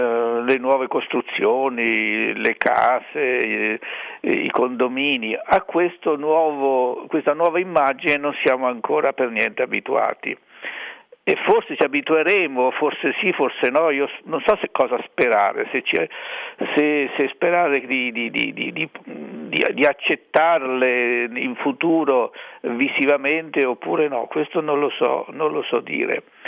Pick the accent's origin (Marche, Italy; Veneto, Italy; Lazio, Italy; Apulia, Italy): Marche, Italy; Colle del Tronto; born there; Ho visto la collina del mio paese di nascita, che è Colle del Tronto